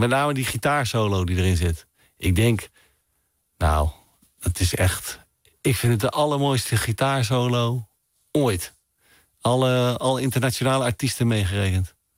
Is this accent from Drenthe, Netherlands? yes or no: yes; Drenthe, Netherlands; Ja, en ik ben ook een Drent, dus ik ben ook gekleurd.